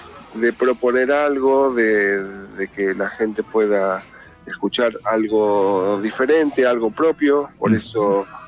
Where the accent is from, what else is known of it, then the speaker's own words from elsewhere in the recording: Buenos Aires, Argentina; Sí, yo soy de Buenos Aires, nací en el Hospital Italiano.